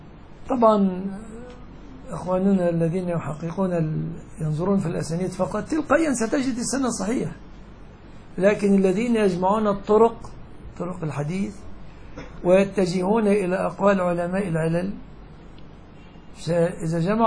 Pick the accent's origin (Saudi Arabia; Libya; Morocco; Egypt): Egypt; يعني مثلا عندنا كمصريين مستقذر جدا عندنا أن نأكل الجراد